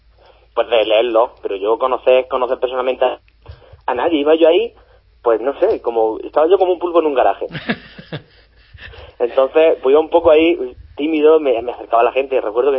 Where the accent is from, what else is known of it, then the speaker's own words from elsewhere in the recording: Almería, Andalusia, Spain; now in Granada, Spain; Ya me había venido, porque yo no soy de Granada, yo soy de Almería.